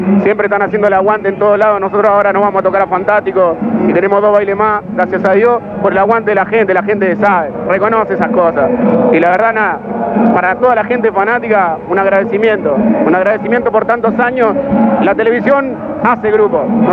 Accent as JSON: {"language": "Spanish", "town": "Florencio Varela", "region": "Buenos Aires Province", "country": "Argentina", "said": "soy del otro lado del mundo, soy de la zona sur, soy de Florencio Varela"}